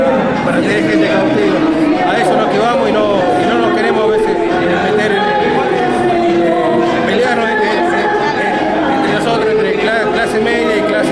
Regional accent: Tucumán, Argentina; Por ejemplo, yo vengo de Tucumán y estuvimos planteando eso

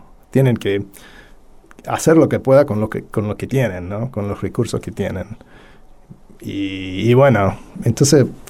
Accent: Argentina; Y sí, y después, para mí como historiador argentino, ¿no? O sea, de Argentina

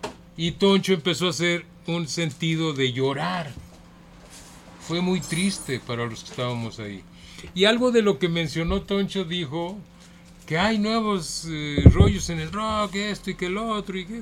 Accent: Guadalajara, Jalisco, Mexico; born there; yo nací en Guadalajara.

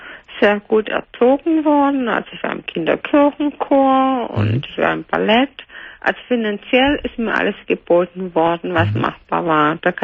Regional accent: Germany; Ich bin Deutsche.

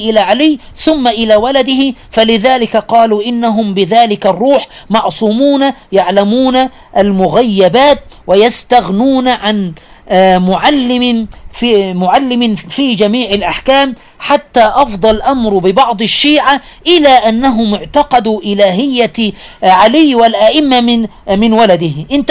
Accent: Aswan, Aswan Governorate, Egypt; من عندنا أنا من أسوان

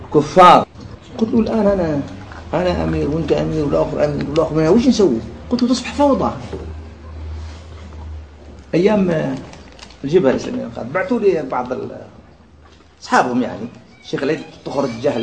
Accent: Algeria; يقول له هاي عندنا في الجزائر

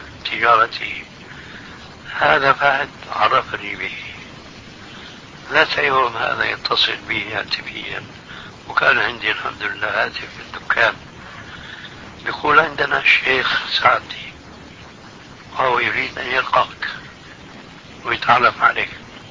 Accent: Syria; وكان له محل في منطقة اسمها عندنا في سوريا حريقة

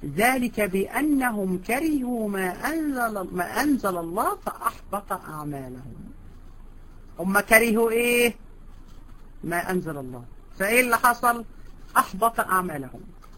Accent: Egypt; حتى عندنا في مصر بيقولوا سنه

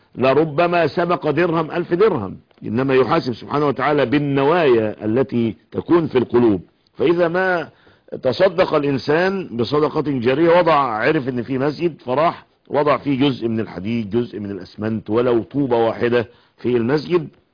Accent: Egypt; أن يحفظ بلادنا مصر

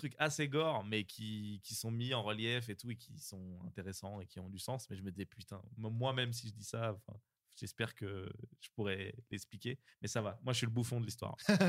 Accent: Le Bourget, Île-de-France, France; Moi, je viens du 93, au Bourget, plus exactement.

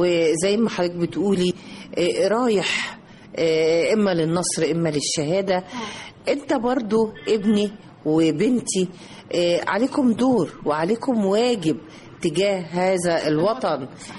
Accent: Egypt; ودايما نضع في اذهاننا احنا مصريين ونفخر طبعاً باننا مصري.

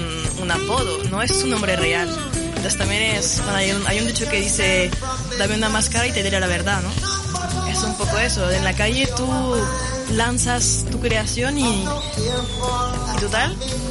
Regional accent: France; Spanish is a second language; por si no se notó, soy francesa. Y en Francia tenemos la religión muy diferente al del Estado

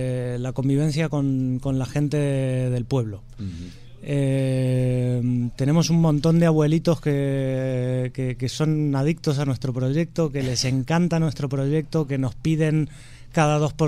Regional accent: Argentina; yo vengo de Argentina

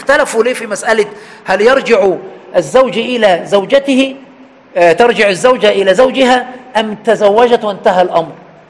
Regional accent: Aswan, Aswan Governorate, Egypt; يعني برضو عندنا في أسوان

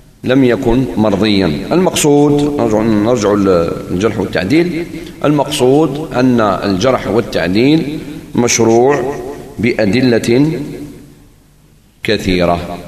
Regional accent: Algeria; خاصة نحن جزائريين كثير منا لا يفرق بين المدارات والمداهنة

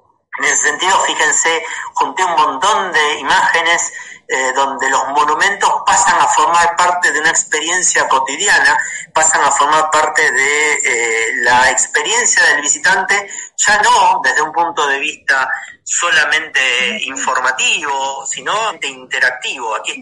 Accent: Argentina; Como argentinos, digo, ¿cuántos monumentos creen que tenemos en nuestro país?

